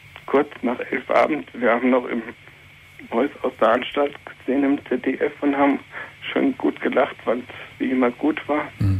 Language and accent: German; Hesse, Germany; meinen Heimatort, der ist Taunus, in der Nähe von Bad Homburg.